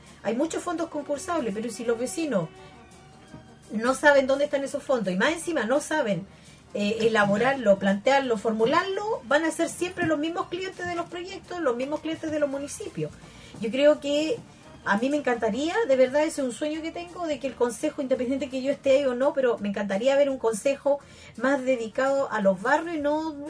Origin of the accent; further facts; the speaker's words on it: Concepción, Biobío, Chile; Soy de Pedro del Río.